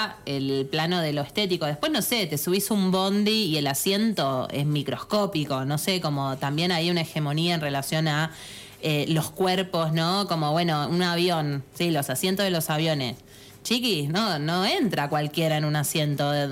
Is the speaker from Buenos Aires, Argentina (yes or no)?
yes; Buenos Aires, Argentina; nosotros dejamos la ciudad, la vida hegemónica de vivir en la ciudad de Buenos Aires, los cuatro nos vinimos